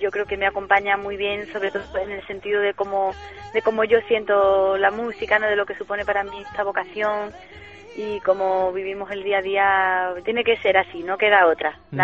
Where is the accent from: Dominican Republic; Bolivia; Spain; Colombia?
Spain; Málaga, Andalusia; also born or lived in Madrid; yo me fui a Málaga con 3 añitos y me criaba allí y siempre, bueno, la verdad que me considero malagueña